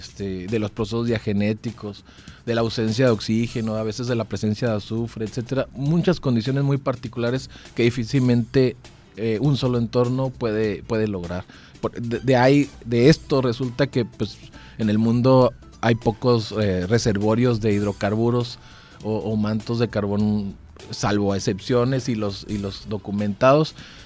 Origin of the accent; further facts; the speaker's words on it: Hermosillo, Sonora, Mexico; Sí, estoy de aquí en Hermosillo y pues parte de mi vida, o la gran parte de mi vida, hasta egresar de la licenciatura en ingeniería geológica en Chihuahua. Entonces, soy nacido aquí en Hermosillo.